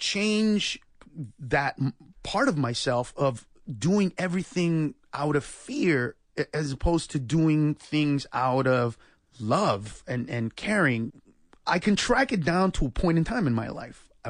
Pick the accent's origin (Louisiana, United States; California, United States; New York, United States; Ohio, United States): California, United States; Los Angeles; I grew up in East L.A.